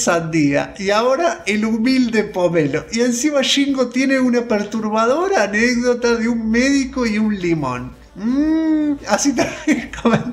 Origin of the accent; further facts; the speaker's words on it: Córdoba, Argentina; hola, yo soy de Córdoba y él es de Nueva York.